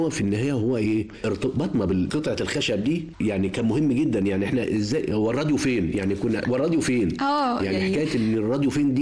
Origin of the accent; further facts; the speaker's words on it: Cairo, Cairo Governorate, Egypt; born there; أنا أصلا من المنصورة بس مولود في القاهرة، يعني أسرتي نازحة من المنصورة إلى القاهرة، مولود في القاهرة في حلوان، بس يعني إيه الأصول والجذور من المنصورة.